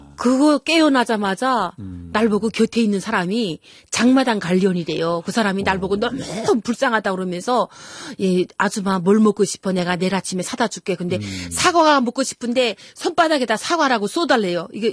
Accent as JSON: {"language": "Korean", "town": "Hyesan", "region": "Ryanggang", "country": "North Korea", "tie": "born or raised there", "moved": "as an adult", "lives_now": "South Korea", "said": "그러면서도 중국을 딱 들어와서 뒤를 돌아다 보니까 내 고향 내 조국이 보이잖아요."}